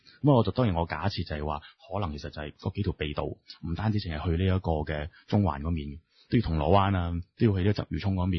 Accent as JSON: {"language": "Cantonese", "country": "Hong Kong", "said": "呢個永遠都係我哋香港人嘅一個集體記憶嚟㗎啦"}